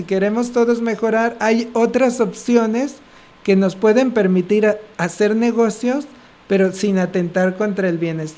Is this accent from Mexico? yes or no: yes; Mexico; nosotros como mexicanos tenemos un gran, digamos, una gran riqueza cultural